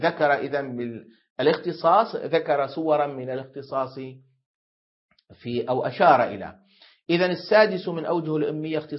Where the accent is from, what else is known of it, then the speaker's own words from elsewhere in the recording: Syria; لا ما عندنا تمر في سوريا، لكن عندنا في سوريا يقابل دبس التمر دبس العنب